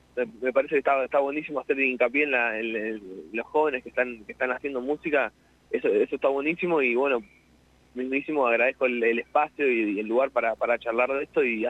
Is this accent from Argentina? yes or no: yes; La Pampa, Argentina; estoy bastante enterado de lo que es la escena también pampeana, porque que voy seguido a mi pueblo